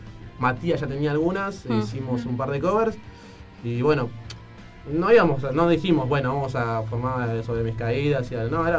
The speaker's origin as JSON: {"language": "Spanish", "town": "Isidro Casanova", "region": "Buenos Aires Province", "country": "Argentina", "said": "Y bueno, yo soy de Casanova. Estamos todos desparramados."}